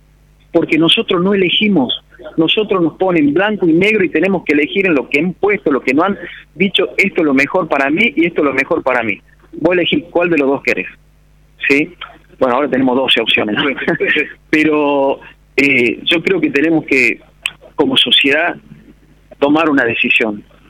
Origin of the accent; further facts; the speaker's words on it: Villa Allende, Córdoba, Argentina; somos todos de Villa Allende, tenemos todo el derecho